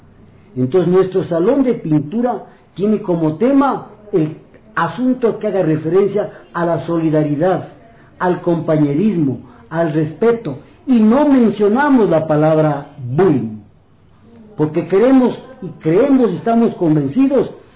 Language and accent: Spanish; Ecuador; Para nosotros, incluso como ecuatorianos, es un orgullo